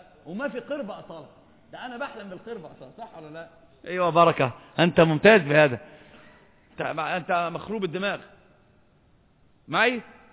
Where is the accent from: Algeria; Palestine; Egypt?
Egypt; عندنا في مصر يقولون مثلا عظيما